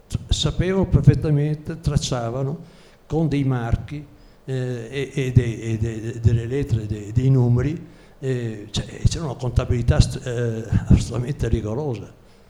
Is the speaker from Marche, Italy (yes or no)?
no; Schio, Veneto, Italy; Io vengo da Vicenza, Schio